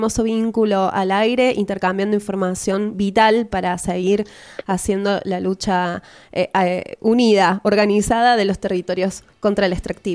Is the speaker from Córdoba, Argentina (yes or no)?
yes; Córdoba, Argentina; de nosotros como sociedad y como comunidad cordobesa